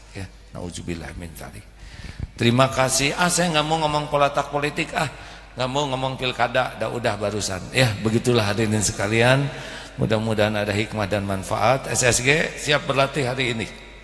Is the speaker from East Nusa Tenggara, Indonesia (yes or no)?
no; West Java, Indonesia; saya orang Jawa Barat nih.